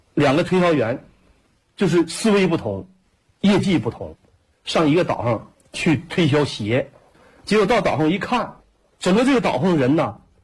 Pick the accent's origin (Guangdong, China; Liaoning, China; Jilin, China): Jilin, China; 我说我是吉林的